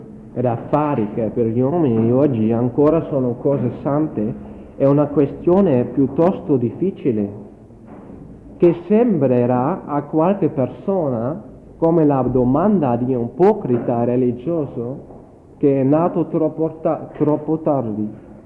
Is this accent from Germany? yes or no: yes; Germany; Italian is a second language; Ci saranno sicuramente qualche errore, perché è molto difficile per me, come tedesco, fare una relazione in italiano.